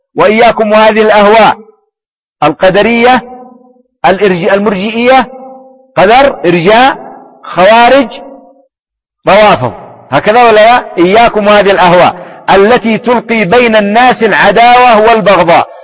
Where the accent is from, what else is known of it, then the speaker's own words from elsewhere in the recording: Yemen; هذه لغة صحيحة عندنا في اليمن في بلدي في منطقة، وغالبا في مناطق اليمن،